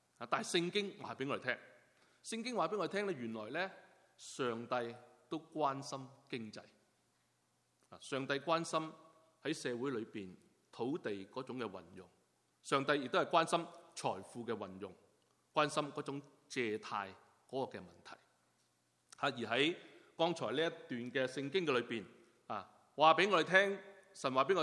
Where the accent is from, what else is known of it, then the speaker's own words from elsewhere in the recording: China; 一讲钱呢，我们中国人呢特别醒神。